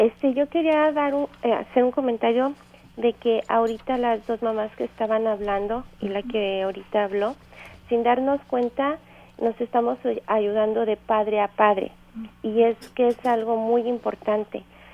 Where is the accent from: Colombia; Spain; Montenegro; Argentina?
Colombia; yo soy de Colombia y en mi país todo el concepto de deshabilidad es muy diferente